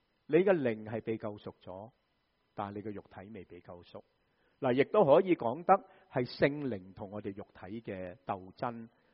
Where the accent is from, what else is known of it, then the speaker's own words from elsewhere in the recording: Guangdong, China; 我们广东人就会怎么说啊？